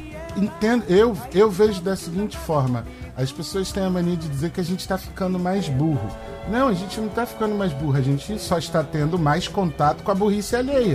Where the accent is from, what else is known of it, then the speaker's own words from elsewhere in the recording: Brazil; Eu sou brasileiro, Bruno, e a cultura negra, a cultura do candomblé, os ritmos, né, africanos, afro-brasileiros, eles fazem parte de mim, porque sou brasileiro.